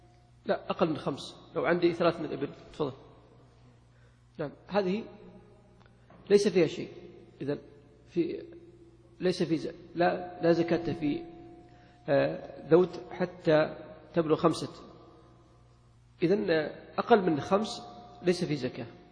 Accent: Saudi Arabia; ولكن لو طبقها في الواقع عندنا في السعودية

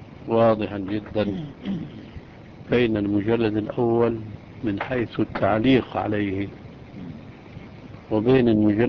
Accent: Syria; كان عندنا في سوريا ريش للكتابة

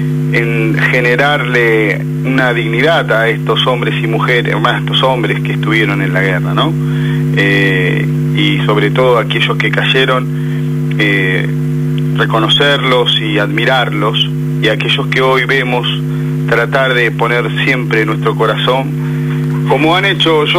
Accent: Argentina; te felicito y te agradezco como argentino, ¿no?

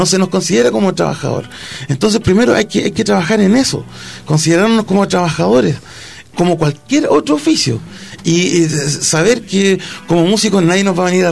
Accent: Calama, Antofagasta, Chile; vengo de Calama

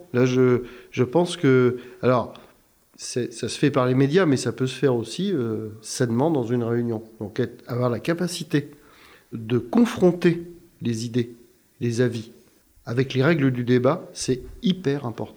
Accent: Tours, Centre-Val de Loire, France; born there; c'est dans mon sang, des origines corses, quoi. Et puis, bien sûr, des origines tourangelles. Hein. Je suis né à Tours, quand même.

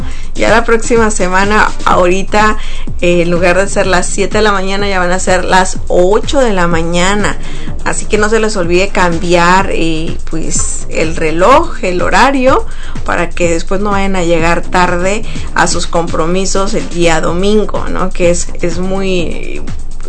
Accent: Sonora, Mexico; yo vengo de Sonora, de México, y pues es un estado muy caluroso. Entonces toda mi vida viví en el calor extremo.

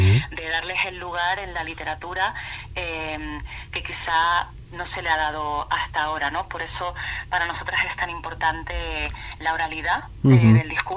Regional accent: Tenerife, Canary Islands, Spain; yo soy de Tenerife.

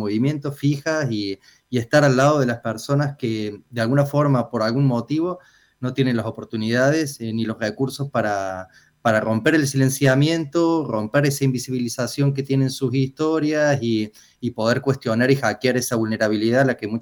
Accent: Córdoba, Argentina; accent: Cordoban; moved away as an adult; now in Barcelona, Spain; Y llevo desde el 2000, octubre del 2000, llegué el 12 de octubre del 2000 aquí a Barcelona

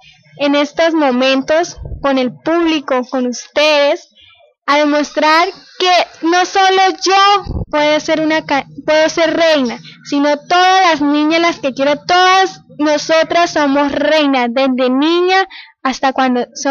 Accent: Cravo Norte, Arauca, Colombia; primera niña de Cravo Norte que va a participar en este evento, me siento muy orgullosa de verdad con mi pueblo

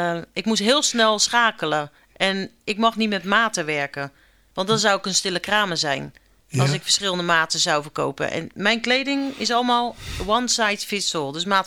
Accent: Rotterdam, South Holland, Netherlands; Ja, ik ben een Rotterdammer.

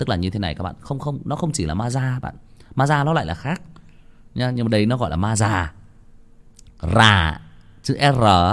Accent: Nghia Tru, Hưng Yên, Vietnam; Hồi mình còn bé thì các bạn biết đó, ở nếu mà ở bạn nào ở xã Nghĩa Trụ thì các bạn sẽ biết là có một cái con sông nó chảy qua ở gần làng.

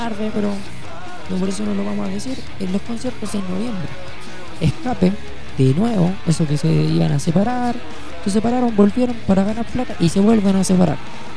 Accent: Chile; No algo acá como chileno

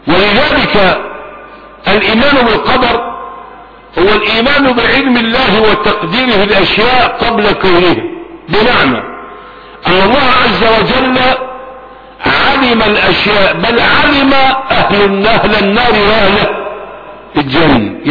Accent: Egypt; نحن أبناء مصر

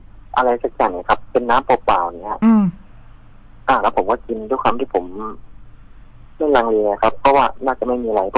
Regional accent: Prachinburi, Thailand; ผมเป็นคนพื้นเพผมเป็นคนปราจีนบุรีนะ

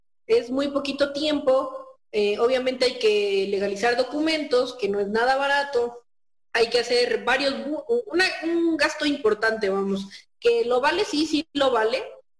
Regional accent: State of Mexico, Mexico; now in Pachuca, Mexico; soy médico general, soy originaria del Estado de México, pero actualmente radico en la ciudad de Pachuca.

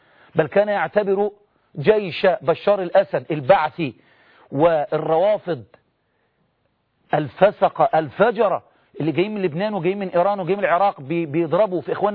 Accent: Egypt; عادي ده، عادي عندنا في مصر ده عادي

